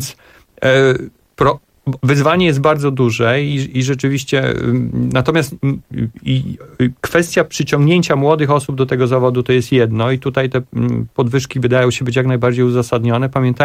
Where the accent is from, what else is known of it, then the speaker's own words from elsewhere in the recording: eastern Poland, Poland; I ja akurat pochodzę z Polski Wschodniej i tam jak bywam